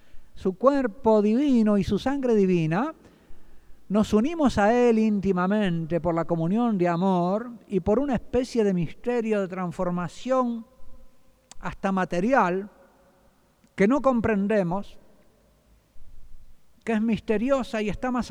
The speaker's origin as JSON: {"language": "Spanish", "country": "Uruguay", "said": "lo que hace la mayoría de los que yo veo todavía en mi tierra, en el Uruguay, ¿verdad?"}